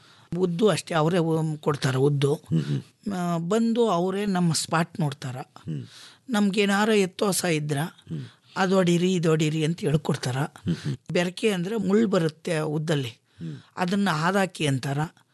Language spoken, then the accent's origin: Kannada; Purigali, Karnataka, India; ನಾವು ಪುರಿಗಾಲಿ ಸರ್.